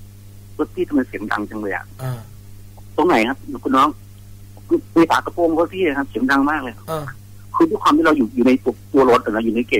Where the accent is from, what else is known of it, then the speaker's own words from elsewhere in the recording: Khon Kaen, Thailand; คือเป็นคนขอนแก่นคร